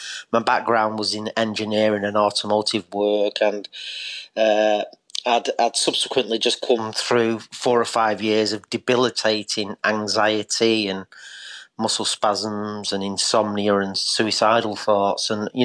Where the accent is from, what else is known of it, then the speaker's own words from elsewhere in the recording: Eccles, North West England, United Kingdom; now in Ashbourne, United Kingdom; because we've moved to the Derbyshire countryside now. I'm originally from Eccles in Salford.